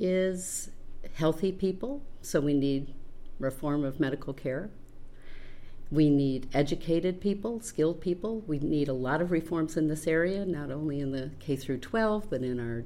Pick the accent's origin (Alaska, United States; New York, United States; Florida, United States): New York, United States; Rochester; I grew up in Rochester. My father had a restaurant up there